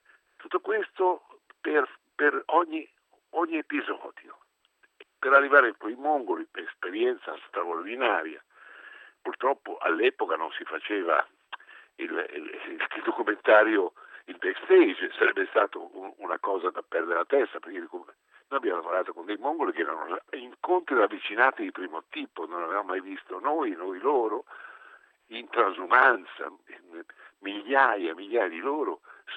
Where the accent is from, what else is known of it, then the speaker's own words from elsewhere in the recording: Genoa, Liguria, Italy; io sono genovese